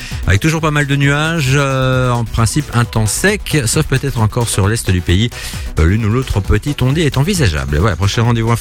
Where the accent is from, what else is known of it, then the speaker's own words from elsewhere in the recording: Belgium; On s'en rend pas forcément compte chez nous en Belgique, mais c'est l'été.